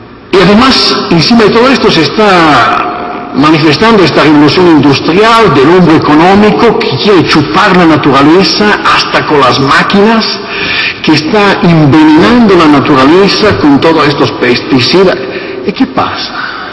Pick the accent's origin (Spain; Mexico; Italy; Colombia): Italy; Spanish is a second language; Por esto en Italia, soy italiano, se quitan los crucifijos